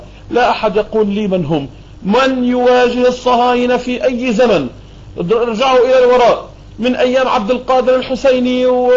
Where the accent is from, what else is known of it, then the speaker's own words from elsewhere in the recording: Beirut, Beirut Governorate, Lebanon; لكني 100% ما عندي ولا أي شرش فلسطيني، ولكني أتحدث عن القدس وعن فلسطين أكثر مما أتحدث عن بيروت اللي هي مدينتي وعن لبنان اللي هو بلدي